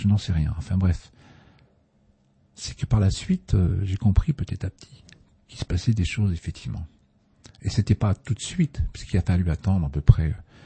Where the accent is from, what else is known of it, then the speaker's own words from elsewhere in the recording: Boulogne-sur-Mer, Hauts-de-France, France; je suis né à Boulogne-sur-Mer dans le Pas-de-Calais, il y a un peu plus de 62 ans maintenant. J'ai vécu là-bas, dans ce monde, dans ce nord, pardon, dans ce beau pays quand même